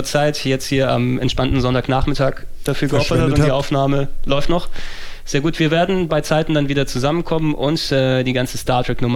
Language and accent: German; Greece; Weil für mich als Grieche ist das ein Wort, Delta.